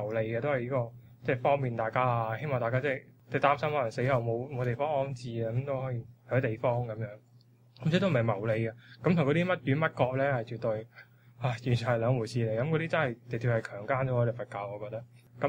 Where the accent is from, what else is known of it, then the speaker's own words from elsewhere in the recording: China; 其實因為我哋中國人啦，始終即係我哋都係即係農業社會啦